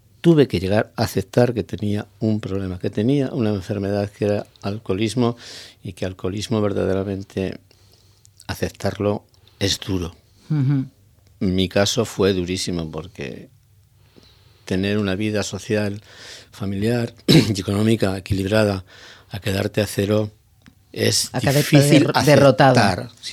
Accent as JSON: {"language": "Spanish", "town": "Zaragoza", "region": "Aragon", "country": "Spain", "moved": "as an adult", "said": "yo llevo 2 años en la isla, vine de Zaragoza"}